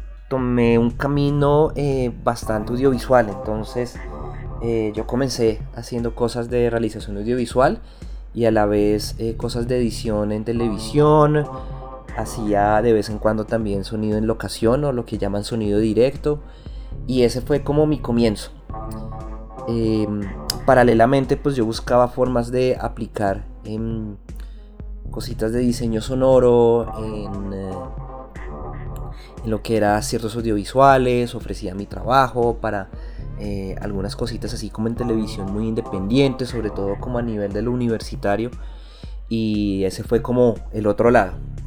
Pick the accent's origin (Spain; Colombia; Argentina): Colombia; Bogotá; born there; Yo nací en Bogotá, capital de Colombia